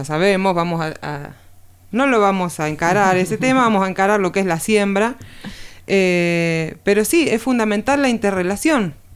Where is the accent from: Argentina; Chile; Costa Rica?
Argentina; Buenos Aires; born there; moved away as an adult; now in Villa Las Rosas, Argentina; yo nací en Capital Federal, en Buenos Aires. En el año 2011 me voy a vivir a Tras la Sierra, a Villa Las Rosas